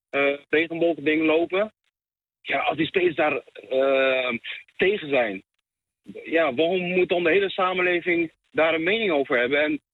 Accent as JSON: {"language": "Dutch", "country": "Netherlands", "said": "Soms schaam ik me voor om te zeggen, ik kom uit Nederland."}